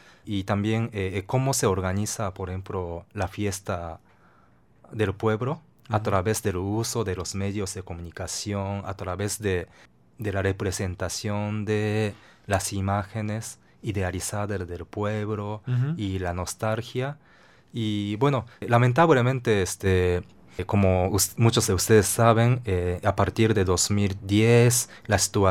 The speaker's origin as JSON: {"language": "Spanish", "country": "Japan", "second_language": "Spanish", "said": "Que como que un japonés habla"}